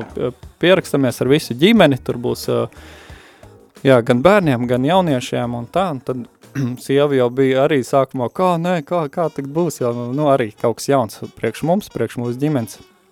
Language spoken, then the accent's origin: Latvian; Dobele, Zemgale, Latvia; also born or lived in Cēsis / Iceland; esmu oriģināli no Dobeles, dzimis audzis, vēlāk... Tā kā Cēsis, pa Cēsīm dzīvojies, jo aprecējos un sievu no Cēsīm.